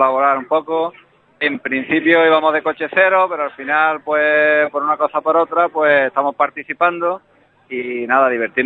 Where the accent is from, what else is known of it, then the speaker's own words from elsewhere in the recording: Ubrique, Andalusia, Spain; Nosotros lo conocemos porque somos de Ubrique, pero quien venga de afuera, pues tiene que ser consciente que no lo es